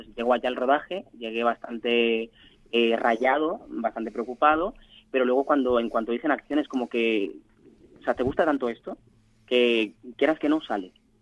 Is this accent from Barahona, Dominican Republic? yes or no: yes; Vicente Noble, Barahona, Dominican Republic; yo vengo de un país de la República Dominicana, o sea, vengo de la República Dominicana, vengo de un pueblo del sur que se llama Vicente Noble, del que estoy orgullosísimo.